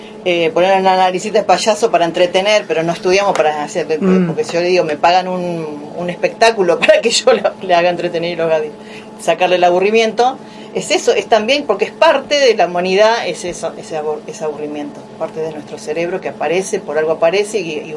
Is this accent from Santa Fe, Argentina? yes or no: no; Buenos Aires, Argentina; Yo que vengo de Buenos Aires, uno está acostumbrado a ver obras de larga duración